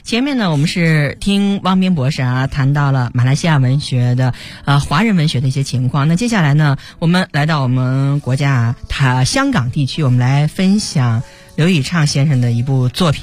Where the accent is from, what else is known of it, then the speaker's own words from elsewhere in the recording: China; 这确实是我们中国人的常见的情节